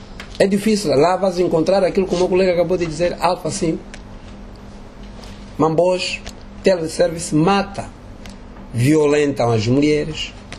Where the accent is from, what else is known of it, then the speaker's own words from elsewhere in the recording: Lunda, Angola; Não, não só Lunda, que eu estou a falar, que é a minha terra.